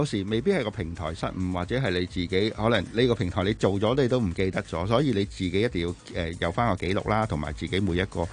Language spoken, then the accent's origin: Cantonese; Hong Kong